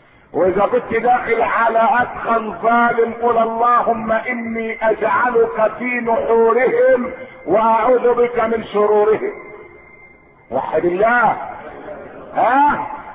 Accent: Egypt; احنا مصريين ايه اللي خبلنا بعض

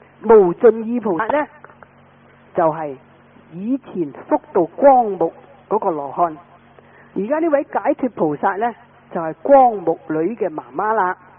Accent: Guangdong, China; 因为我们广东话呢就讲方话和妄语，就叫做讲大话

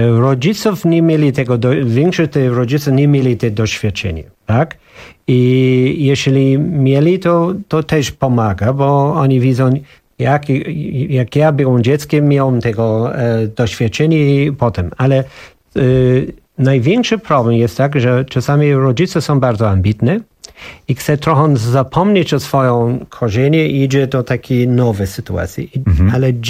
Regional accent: Ireland; Polish is a second language; now in Poland; Moje dzieciństwo było w Irlandii, było jeden taki kulturę

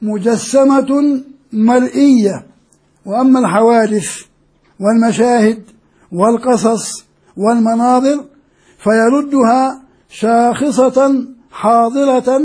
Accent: Jordan; وكان مدرس حتى في الجامعات عندنا في الأردن

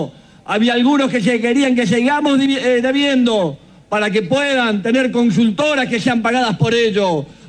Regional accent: Argentina; Somos los argentinos los que construimos nuestro destino.

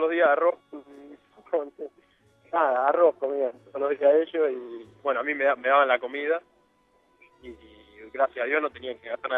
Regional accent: Argentina; soy de Argentina

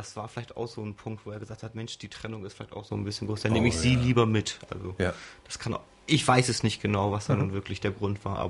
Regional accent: Huchting, Bremen, Germany; Also 72 bin ich geboren, meine Eltern 71 und seitdem bin ich hier in Huchting.

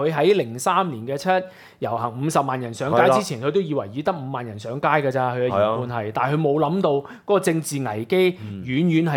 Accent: Hong Kong; 從而睇得到我哋香港人認同

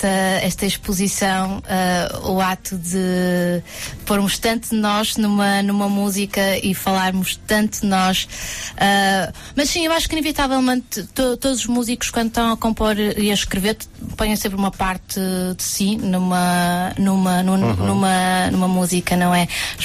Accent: Porto, Norte, Portugal; now in Lisbon, Portugal; Olha, nasci no Porto, os meus pais...

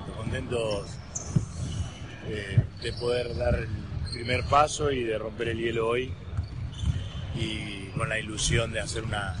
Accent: Argentina; Y pero no te olvides que somos argentinos, digamos.

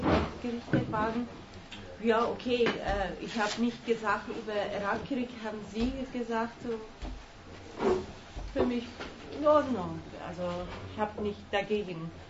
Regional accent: Iran; wir sind Iraner

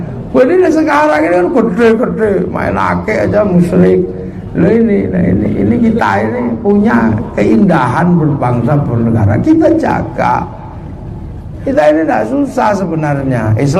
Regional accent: Java, Indonesia; Orang Jawa kita ini, orang Jawa itu dengan orang tuanya kan paling perhatian

